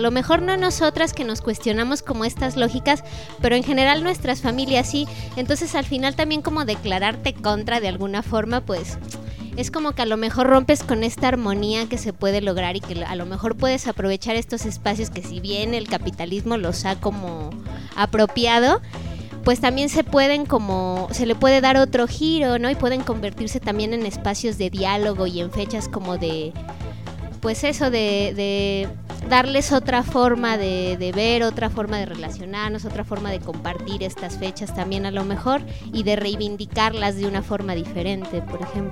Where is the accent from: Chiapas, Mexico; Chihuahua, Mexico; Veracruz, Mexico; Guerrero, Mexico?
Chiapas, Mexico; San Cristóbal de las Casas; Soy de aquí de San Cristóbal de las Casas